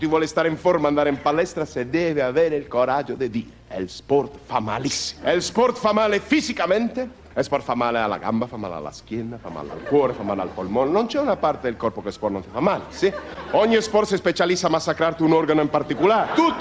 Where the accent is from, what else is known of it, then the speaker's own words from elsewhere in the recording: Buenos Aires, Argentina; Italian is a second language; io sono un professore argentino, io vengo da Buenos Aires, io insegno all'università in Buenos Aires